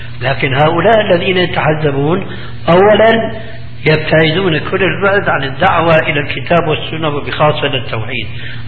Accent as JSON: {"language": "Arabic", "country": "Syria", "said": "يقولون عندنا في سوريا عزيز بدون قيام"}